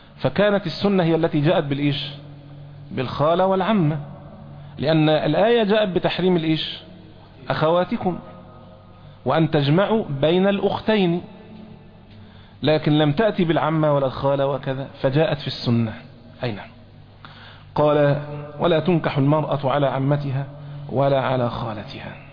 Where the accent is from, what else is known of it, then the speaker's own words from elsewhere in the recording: Egypt; احنا عندنا في مصر مثلا نسمي العمة المجازية جدة